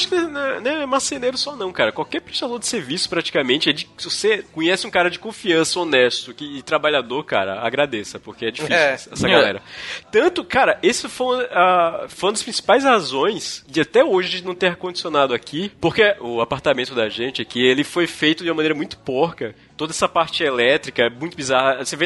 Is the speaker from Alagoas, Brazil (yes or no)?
yes; Maceió, Alagoas, Brazil; now in Bauru, Brazil; eu venho do Nordeste, venho lá de Maceió, né?